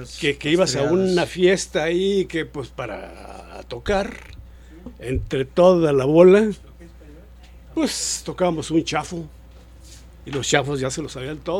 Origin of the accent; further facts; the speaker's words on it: Ciudad Juárez, Chihuahua, Mexico; Yo vengo de Juárez. Entonces Juárez, y yo no oía unos danzones, unas cumbias, sí, unos mambos